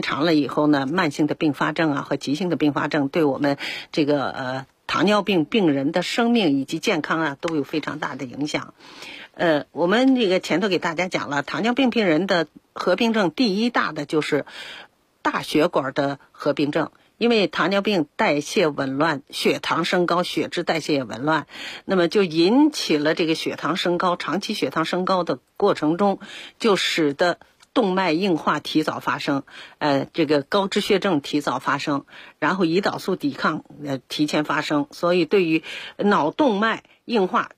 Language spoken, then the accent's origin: Chinese; China